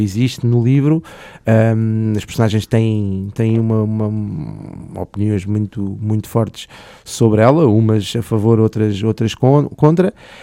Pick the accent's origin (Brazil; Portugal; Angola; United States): Portugal; Lisbon; nós, como lisboetas, temos a responsabilidade de zelar pelo bem-estar de quem aqui vive